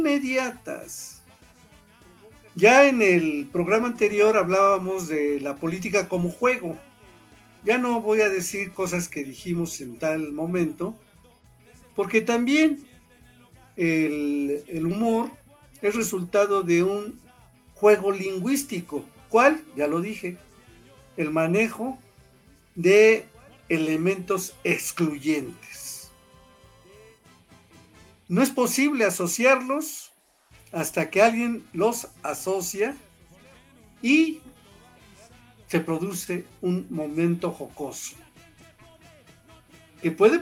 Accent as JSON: {"language": "Spanish", "country": "Mexico", "said": "o como los mexicanos decimos, hasta alburero"}